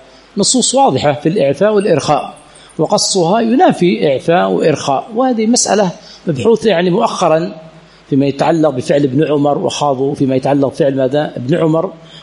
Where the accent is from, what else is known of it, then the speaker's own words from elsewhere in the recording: Aden, Yemen; عندنا في عدن يقولونه فوفل حالي